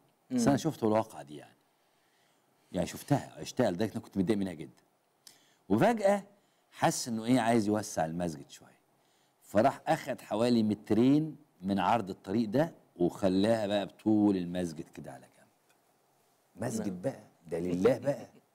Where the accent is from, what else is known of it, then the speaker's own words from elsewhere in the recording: Upper Egypt, Egypt; يعني احنا عندنا في الصعيد الناس تبني على الترع والحاجات دي